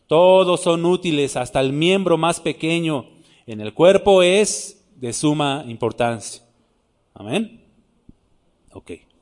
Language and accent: Spanish; Nezahualcóyotl, State of Mexico, Mexico; Yo soy chilango también. De allá de Ciudad Neza, yo soy de Neza.